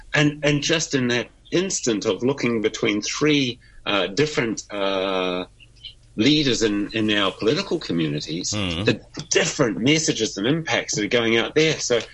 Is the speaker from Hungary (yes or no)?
no; New Zealand; since we spoke a week ago, being a Kiwi and what impact one person in New Zealand has made around the world